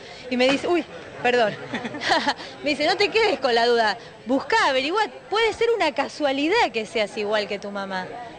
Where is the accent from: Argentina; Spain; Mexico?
Argentina; Buenos Aires; Soy una porteña trucha yo.